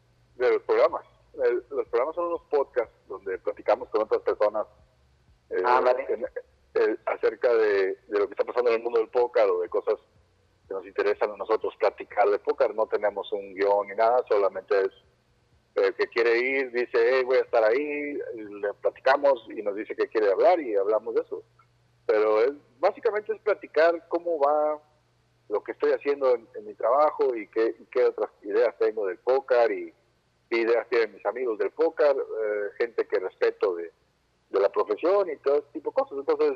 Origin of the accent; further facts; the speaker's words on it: Mexico City, Mexico; Tampoco de Tamaulipas, de la capital del país